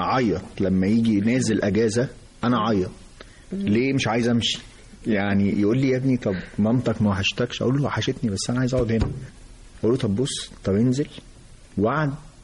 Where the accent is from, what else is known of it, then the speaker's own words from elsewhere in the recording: Egypt; أنا أسرة مصرية متوسطة،